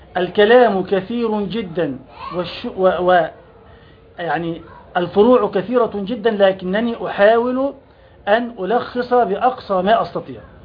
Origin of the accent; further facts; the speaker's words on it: Egypt; إذن أنا مسلم فقط، ولا أتسمى إلا بهذا الاسم. ثانيا، فأنا مصري أحب بلدي